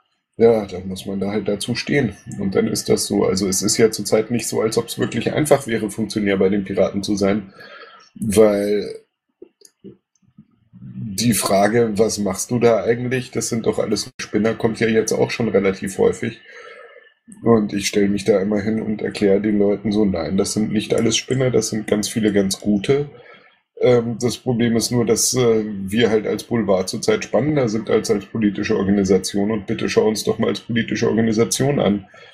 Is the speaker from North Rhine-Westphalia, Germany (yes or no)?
no; Bavaria, Germany; ich bin in Bayern groß geworden. Ich war dort 3 Jahre lang in einem katholischen Internat in einem kleinen Dorf.